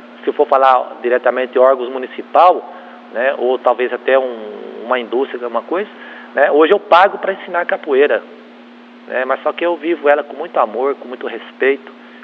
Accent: São Carlos, São Paulo, Brazil; born there; aqui no bairro onde eu nasci, na Vila Elizabeth, próximo a Tapete de São Carlos ali, né, eu nasci ali.

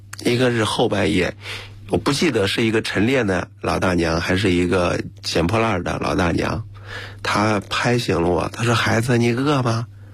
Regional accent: Linyi, Shandong, China; 1983年，我出生在山东临沂苍山县二庙乡的瓦子布村。

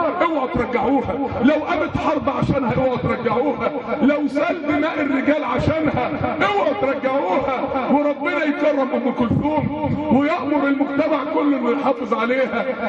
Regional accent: Mansoura, Dakahlia, Egypt; وهي بتموت ودوها مستشفى الطوارئ عندنا في المنصورة

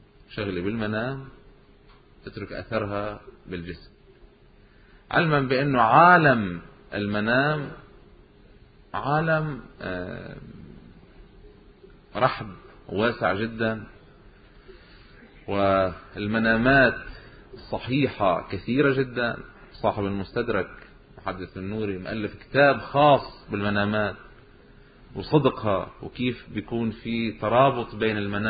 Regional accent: Lebanon; وعندنا بلبنان ببعلبك صارت قصة من هالقبيل

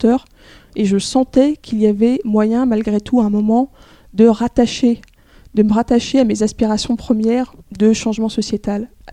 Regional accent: Rennes, Brittany, France; je suis née à Rennes, où j'ai passé une grande partie de mon enfance et de ma jeunesse jusqu'à mes 20 ans.

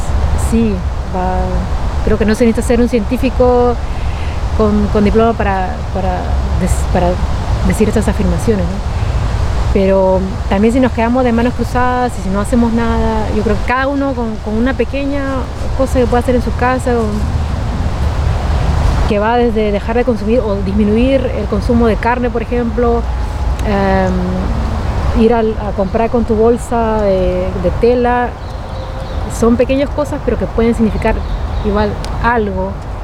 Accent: Peru; now in Antwerp, Belgium; vengo de Perú. Bueno, obviamente que lo notan y lo ven, y mi manera de hablar.

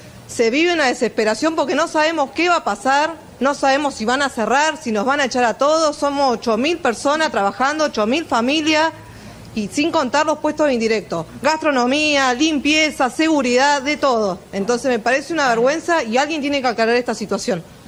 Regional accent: Tierra del Fuego, Argentina; Sí, tengo familia. Soy fueguina, nacida acá, criada acá.

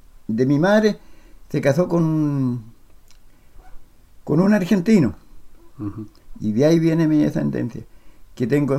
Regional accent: Quemchúes Bajo, Chile; de la localidad de Quemchúes Bajo. Uh-huh. … Mi padre, de descendencia italiana

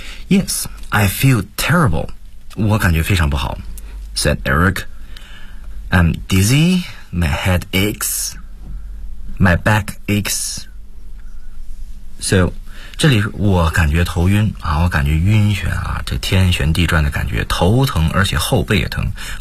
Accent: China; 按我们中国人的翻译来讲，应该说是 went to the hospital.

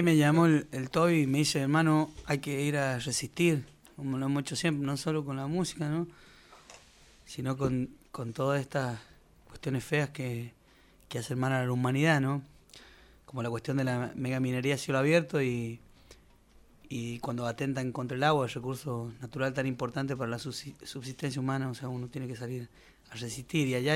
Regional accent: La Rioja, Argentina; now in Valle Fértil, Argentina; pues yo vivo en el Valle de la Luna, en realidad en Valle Fértil, que es el límite entre San Juan y La Rioja. Estoy a 30 kilómetros de La Rioja, o sea que soy un riojano viviendo dentro de San Juan.

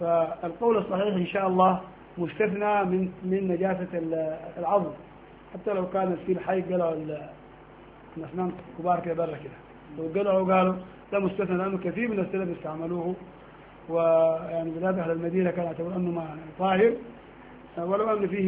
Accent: Sudan; نحن قديما عندنا في السودان

